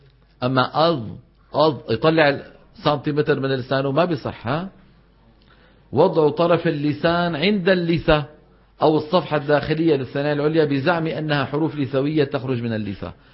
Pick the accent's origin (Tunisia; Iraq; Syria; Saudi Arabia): Syria; Levant; هاي بالعاميات عندنا في الشام وفي مصر